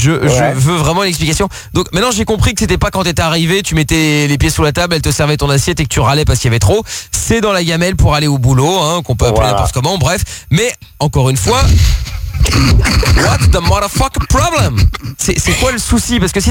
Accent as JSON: {"language": "French", "country": "Portugal", "said": "Parfait, mais je suis portugais, j'aime bien la sardine."}